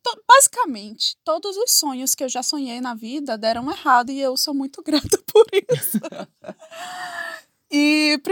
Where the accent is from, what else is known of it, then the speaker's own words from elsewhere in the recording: Salvador, Bahia, Brazil; acabei saindo do Brasil, morava em Salvador, né, aqui. Sou de Salvador, morava em Salvador e saí de Salvador e fui para metrópoles aí do mundo.